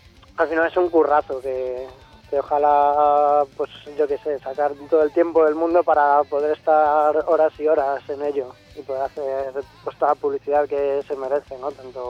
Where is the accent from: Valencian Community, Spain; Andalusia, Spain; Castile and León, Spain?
Castile and León, Spain; realmente soy burgalés, pero dicen que la vaca no es de donde nace, sino de donde pase.